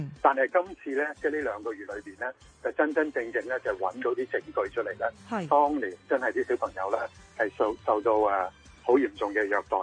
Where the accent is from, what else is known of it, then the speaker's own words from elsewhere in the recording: Hong Kong; 我哋香港人星期四就放假啦